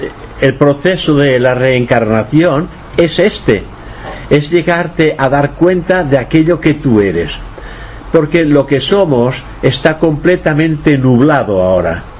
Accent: Catalonia, Spain; Y si después me apuras, pues soy europeo. Y si me apuras más, pues soy español. Y si me apuras más, pues soy catalán.

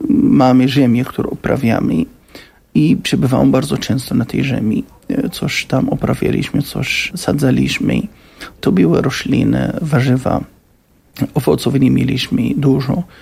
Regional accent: Gaza Strip, Palestine; now in Poland; Ja pochodzę z Strefy Gazy. Cała moja rodzina w Strefie Gazy.

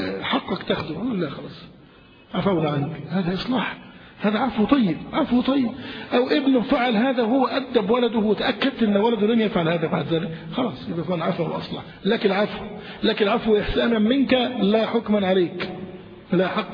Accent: Egypt; عندنا في مصر الناس جهال

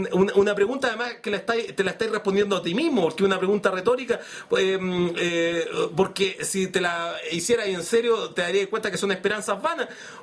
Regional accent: Chile; 18 millones de personas, que somos los chilenos.

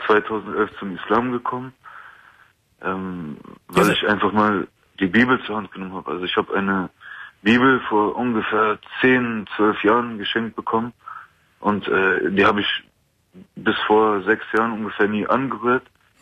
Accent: Germany; Also ich bin Deutscher, ich habe auch deutsche Eltern.

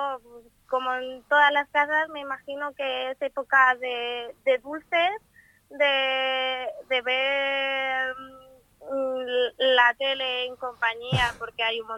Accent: Manzanares, Castilla-La Mancha, Spain; Sí, me pillas en mi pueblo, en mi casa.

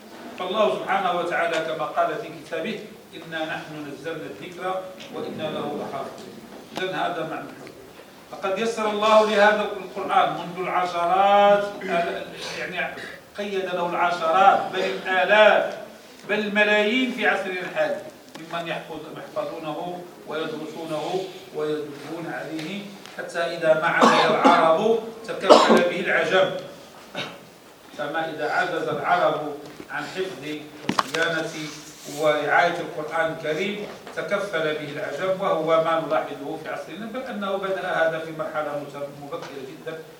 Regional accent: Morocco; كل وثيبة هو عربي عندنا في المغرب ديالنا،

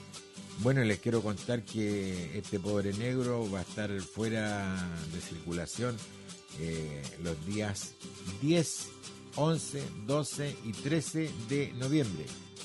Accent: Chile; habemos como dos chilenos invitados a este magno evento.

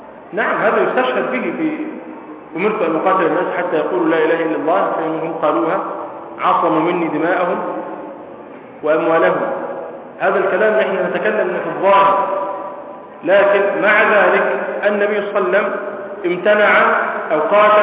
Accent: Egypt; لكن الذين يعني تكلموا بهذه المسائل أكثر عندنا في مصر

